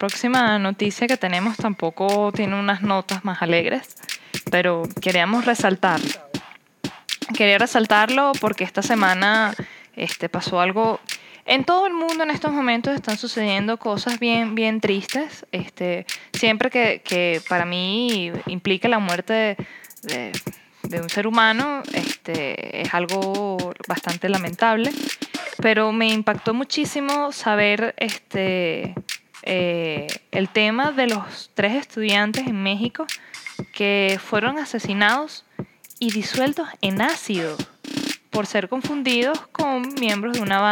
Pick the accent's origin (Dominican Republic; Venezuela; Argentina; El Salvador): Venezuela; now in Costa Rica; yo estaré aquí en el mundo de la pura vida, pero yo también vengo de un país donde la vida vale muy poco